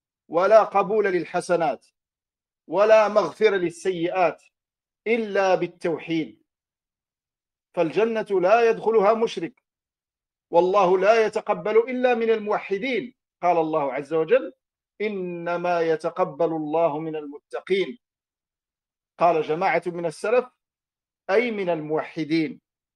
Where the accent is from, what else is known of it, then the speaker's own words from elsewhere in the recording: Morocco; إنها لفرصة طيبة أن ألتقي بإخواني في بلدي المغرب